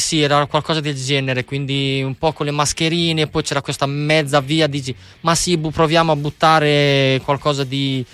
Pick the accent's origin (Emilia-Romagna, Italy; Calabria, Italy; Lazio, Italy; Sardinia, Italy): Emilia-Romagna, Italy; Bologna; Ok, sai che, scusa, io sono di Bologna